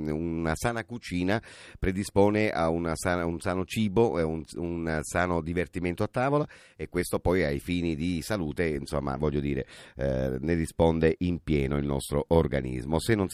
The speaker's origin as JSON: {"language": "Italian", "region": "Sicily", "country": "Italy", "said": "non da siciliano, ma anche per noi siciliani"}